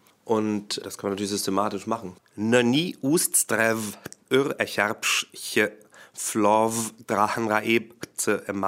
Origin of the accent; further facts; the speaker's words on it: Stockelsdorf, Schleswig-Holstein, Germany; weil ich als kleiner Junge in Stockelsdorf gelebt habe. Stockelsdorf ist ein kleiner Ort bei Lübeck.